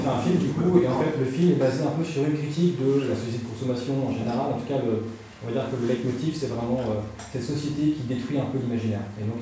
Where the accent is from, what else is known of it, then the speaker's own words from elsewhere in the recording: Nouvelle-Aquitaine, France; accent: South Charentais; Ouais, j'ai un accent du Charentais du Sud, peut-être.